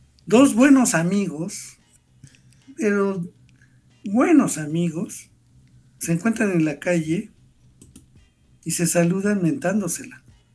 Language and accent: Spanish; Mexico; A mí me ha pasado que por el órale me descubren como mexicano